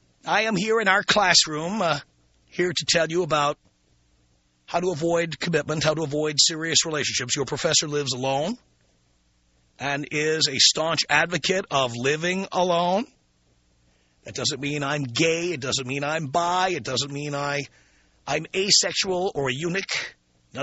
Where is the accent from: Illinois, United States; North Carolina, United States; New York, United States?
New York, United States; also born or lived in Miami / Phoenix / Boston; No, dear, no. I'm from New York originally. I lived in Miami. I lived in Phoenix. I lived in Boston.